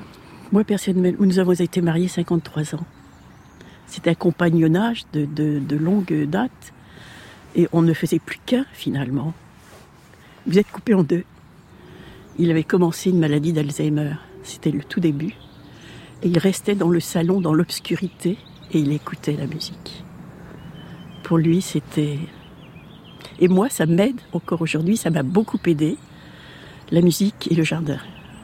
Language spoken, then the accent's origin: French; Hauts-de-France, France; Un chêne rouge parce que nous sommes originaires de la Picardie.